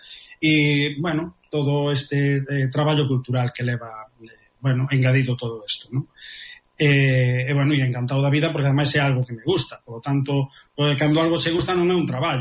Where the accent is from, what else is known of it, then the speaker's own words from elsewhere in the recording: A Coruña, Galicia, Spain; also born or lived in Vilalba; eu son natural de Vilalba, dunha parroquia de Vilalba que se chama Lanzós. Bueno, despois eu criei-me na Coruña